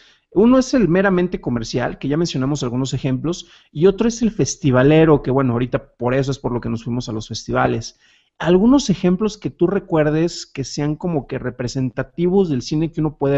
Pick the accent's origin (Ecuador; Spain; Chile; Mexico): Mexico; Jalisco; also born or lived in Guanajuato; yo no soy de aquí de la ciudad, yo soy originario de Jalisco, estuve un tiempo en Guanajuato